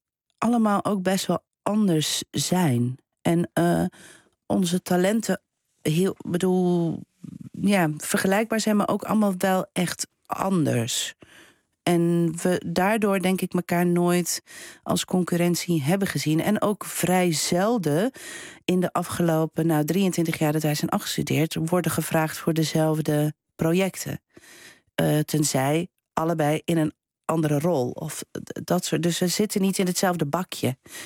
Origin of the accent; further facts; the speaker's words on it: Belgium; now in Netherlands; ik kwam dan uit België